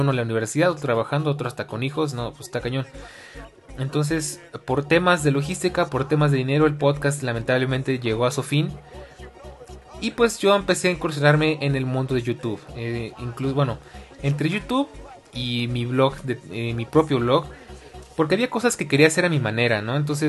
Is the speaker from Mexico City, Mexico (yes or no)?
yes; Mexico City, Mexico; Soy oriundo de la Ciudad de México, oriundo qué palabra tan rara. Vivo en la Ciudad de México, más fácil.